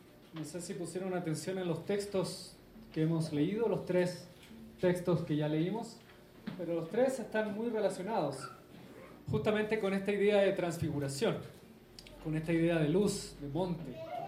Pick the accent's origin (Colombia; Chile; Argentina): Chile; accent: Chilean; Realmente no hablo tanto como chileno. Imagínense ustedes si hablara.